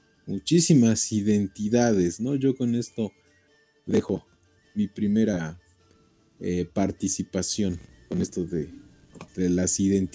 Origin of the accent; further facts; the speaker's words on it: Puebla, Mexico; e incluso hasta nosotros como mexicanos, si vamos a otro estado, pero que es de los poblanos, tenemos nuestra forma de hablar, nuestro acento, ¿sí? Muy característico. La gente dice que somos, que cantamos mucho las palabras, que son, las damos como cantaditas